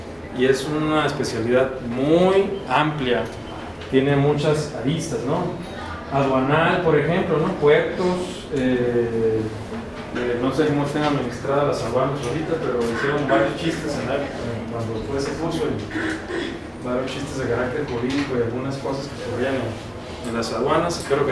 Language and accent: Spanish; Baja California, Mexico; Pues soy de Baja California.